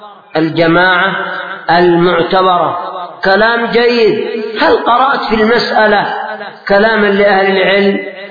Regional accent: Yemen; صلاة العصر كانت عندنا في اليمن قد تركت في وقتها

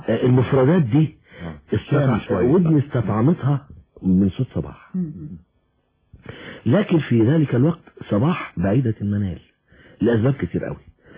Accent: Alexandria, Alexandria Governorate, Egypt; ان انا ملحن من اسكندرية احنا اصحاب من صغرنا يعني

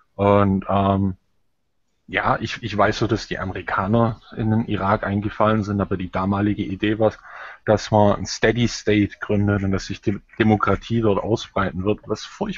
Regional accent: Germany; ich habe als Deutscher extreme Probleme, sozusagen dort Verständnis zu sehen, weil in meinem Land ist die Kultur vor die Hunde gegangen.

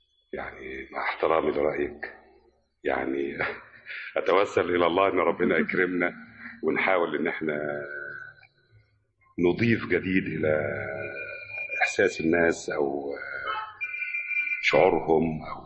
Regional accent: Nawasa al-Ghayt, Dakahlia, Egypt; born there; أنا من مواليد بلد اسمها نوسة الغيط، دي تبقى مركز من يعني إحدى القرى الريفية، مركز تابع المركز أجا، مديرية الدقهلية

